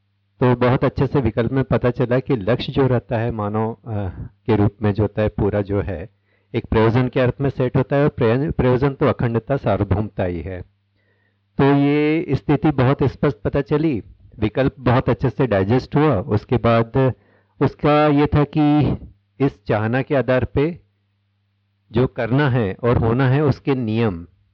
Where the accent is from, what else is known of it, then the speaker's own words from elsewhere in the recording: Raipur, Chhattisgarh, India; मैं रायपुर से आया हूँ।